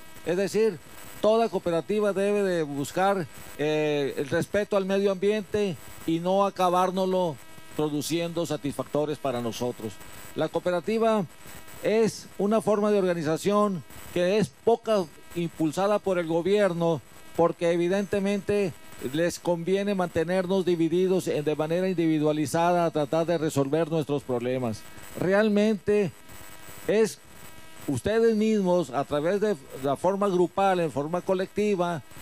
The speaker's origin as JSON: {"language": "Spanish", "town": "Hermosillo", "region": "Sonora", "country": "Mexico", "said": "yo soy de Hermosillo, estoy ahí trabajando"}